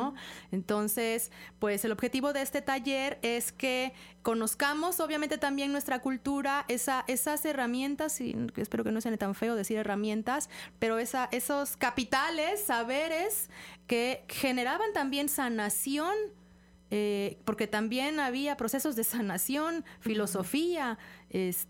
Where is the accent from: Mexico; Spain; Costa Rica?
Mexico; para precisamente reencontrarnos con nuestros orígenes como personas, pero también como mexicanos